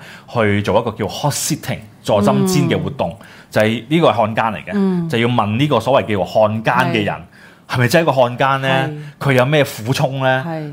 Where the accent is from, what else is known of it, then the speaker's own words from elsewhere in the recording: China; 咁我哋覺得我哋都身為中國人